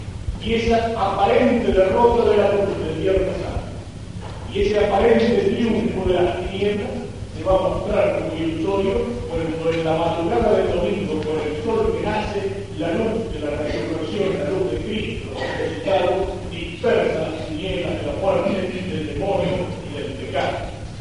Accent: Argentina; no solo nos encontramos como argentinos bajo la bandera de la patria

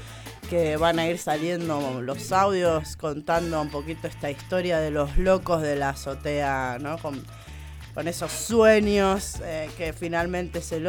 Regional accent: Argentina; porque como somos los argentinos

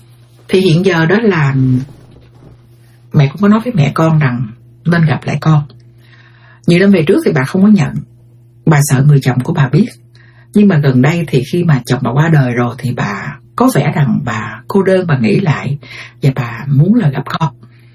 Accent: United States; Thì rồi đi sang đây thì em lớn lên ở Mỹ, năm đó em đi là em nhớ là em khoảng 6-7 tuổi gì đó.

